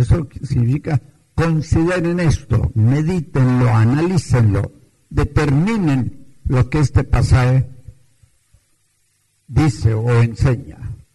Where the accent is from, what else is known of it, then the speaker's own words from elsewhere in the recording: Antioquia, Colombia; Yo me crié en Antioquia, en la República de Colombia, donde es la hermana, y los montañeros, maiceros, los paisas, en aquel tiempo tenían fama de tener 12, 15 hijos.